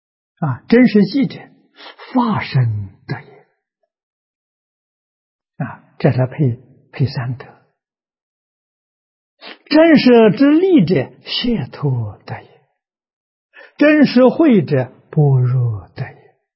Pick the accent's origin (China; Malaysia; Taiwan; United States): China; 我们中国人讲如鼎足而立